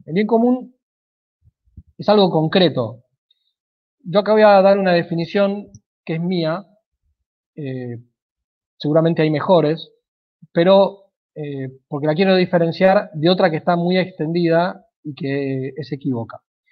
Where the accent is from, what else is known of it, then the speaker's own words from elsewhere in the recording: Argentina; pero somos argentinos y en cuanto tal somos distintos a los norteamericanos